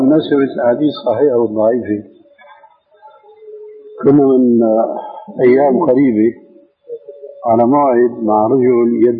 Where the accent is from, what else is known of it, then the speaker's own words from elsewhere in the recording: Damascus, Damascus Governorate, Syria; في ناس عندنا في دمشق يعمل حلقه